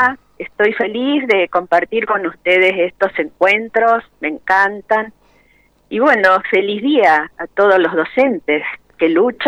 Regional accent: Rosario, Santa Fe, Argentina; Ustedes saben que soy rosarina.

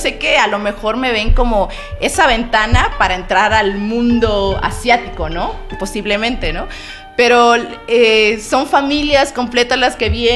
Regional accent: Mexico; Estoy muy feliz de estar aquí en mi tierra mexicana.

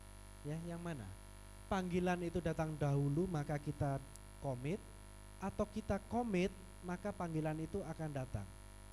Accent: Surabaya, East Java, Indonesia; saya sungguh bersuka cita bisa berada di Makassar. Saya asal dari Surabaya

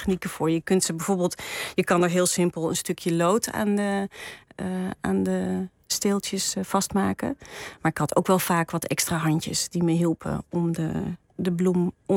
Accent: Ermelo, Gelderland, Netherlands; ik ben opgegroeid in Ermelo in de In een heel mooi vrijstaand huis. Dus in een bos, gebouwd door mijn vader.

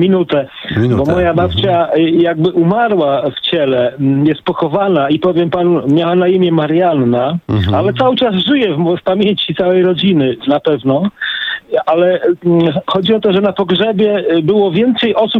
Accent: Gdańsk, Pomeranian Voivodeship, Poland; bo ja jestem z Gdańska, w Brzeźnie

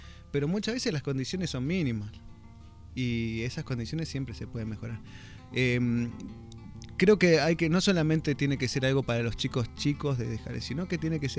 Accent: Jesús María, Córdoba, Argentina; yo vengo de Jesús María, donde es un lugar donde se utiliza, o sea, es conocido por la doma, el folclore

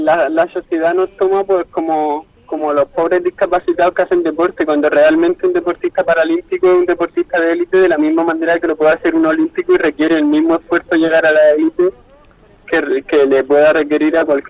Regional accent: San Javier, Region of Murcia, Spain; aquí en mi tierra, en Murcia, entre San Javier, que es mi pueblo, y la capital de Murcia

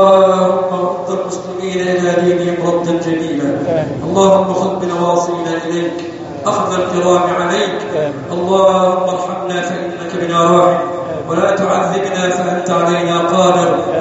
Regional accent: Egypt; اللهم اجعل بلدنا مصر أمنا أمانا صفاء رخاء وسائر بلاد المسلمين.

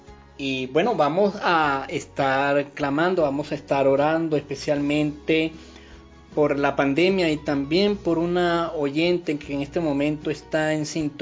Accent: Venezuela; como venezolanos tenemos valía y somos científicos

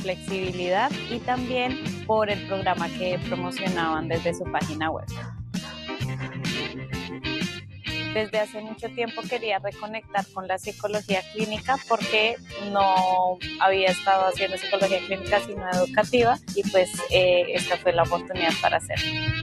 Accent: Colombia; vengo de Colombia

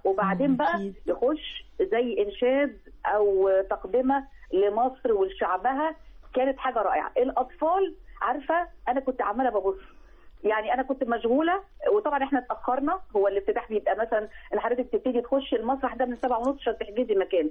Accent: Egypt; أنا خدتها بشكل من أكون كهويتي كمصري

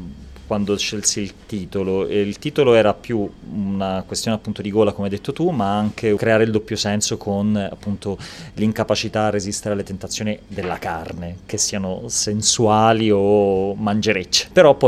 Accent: Palermo, Sicily, Italy; born there; moved away as an adult; io sono appunto nato a Palermo, mi sono trasferito a Milano a 18 anni per l'università, per veterinaria

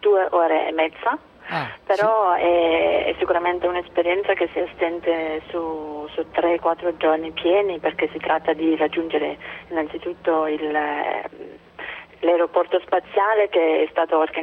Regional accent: Denmark; Italian is a second language; Io sono della Danimarca.

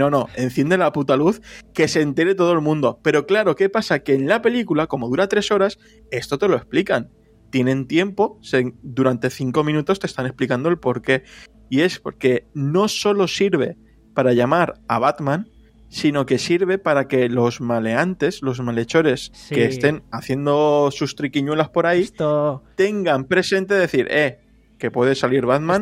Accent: Spain; para los que somos de España

